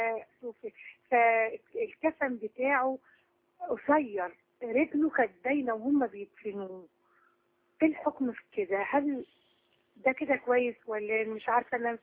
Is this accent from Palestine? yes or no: no; Alexandria, Alexandria Governorate, Egypt; انا من اسكندريه